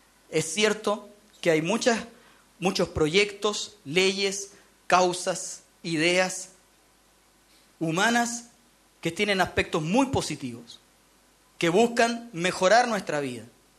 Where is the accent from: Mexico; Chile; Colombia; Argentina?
Chile; Formamos parte de esta sociedad, somos chilenos, formamos parte de nuestro país, no podemos estar enajenados.